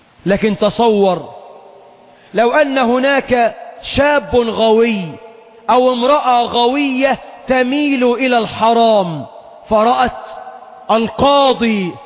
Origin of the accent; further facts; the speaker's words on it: Egypt; عندنا في مصر أكثر من 12 مليون عانس